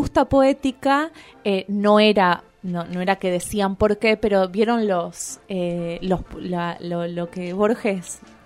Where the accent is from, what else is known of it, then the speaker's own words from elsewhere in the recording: Rosario, Santa Fe, Argentina; born there; now in Bariloche, Argentina; Tengo 28 años, nací en Rosario y vivo en Bariloche hace 5 años.